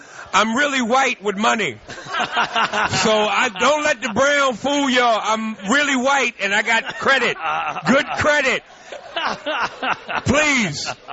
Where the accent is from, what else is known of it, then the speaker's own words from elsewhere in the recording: New York, United States; now in Los Angeles, United States; I tell you, I love L.A. People don't. I'm a diehard New Yorker. I'm from New York. People always ask me, do you like L.A.?